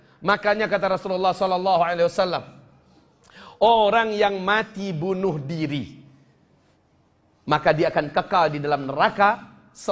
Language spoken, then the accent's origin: Indonesian; Pariaman, West Sumatra, Indonesia; born there; Saya lahir di kota Pariaman. Saya lahir sebagai anak Minang.